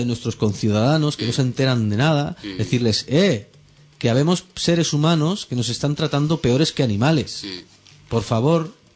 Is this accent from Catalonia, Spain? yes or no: yes; Catalonia, Spain; porque la mayoría somos andaluces o de otro lado, ¿sabes? Bueno, catalán también, vale, soy catalán, sí, pero somos migrantes.